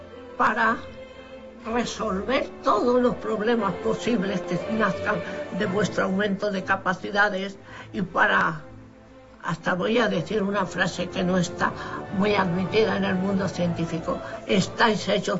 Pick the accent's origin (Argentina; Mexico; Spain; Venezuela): Spain; Madrid, Community of Madrid; born there; Yo nací en Madrid en 1921